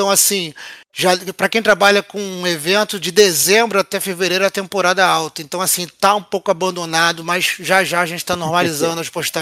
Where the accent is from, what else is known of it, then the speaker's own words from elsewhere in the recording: Rio de Janeiro, Brazil; Mas eu sou do Rio de Janeiro, né?